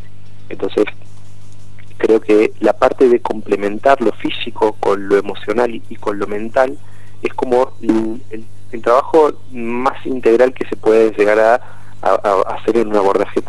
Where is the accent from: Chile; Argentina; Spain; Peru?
Argentina; Córdoba; De Córdoba, de la Sierra.